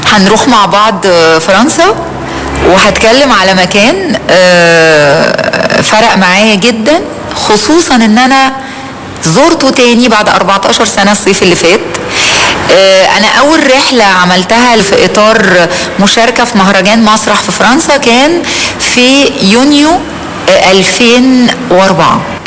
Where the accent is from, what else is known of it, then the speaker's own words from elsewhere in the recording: Egypt; أنا مصرية الميلاد ومصرية العيشة ومصرية الوظيفة ومصرية الانتماء، إنما في دم لبناني لأنه من الناحيتين لبناني وسوري من ناحية والدي ووالدتي.